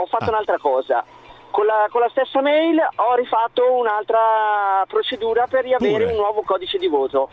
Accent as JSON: {"language": "Italian", "town": "Bergamo", "region": "Lombardy", "country": "Italy", "lives_now": "Pistoia, Italy", "said": "io sono bergamasco, trapiantato in Toscana."}